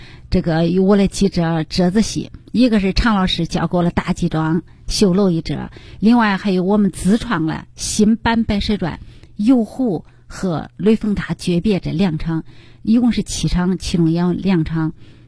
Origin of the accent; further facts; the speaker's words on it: Henan, China; 展现我们河南人的形象，河南人的风采